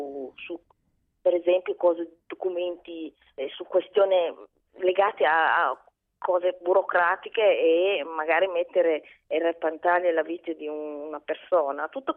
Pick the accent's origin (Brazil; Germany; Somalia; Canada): Somalia; Mogadishu, Banaadir; la città di Mogadiscio, la mia città natale, che era una città multidimensione